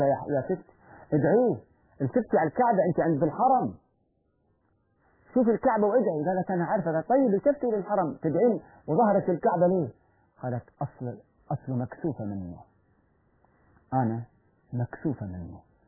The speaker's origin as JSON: {"language": "Arabic", "country": "Egypt", "said": "المصريين طبيعتهم، وأنا مزاجي مصري"}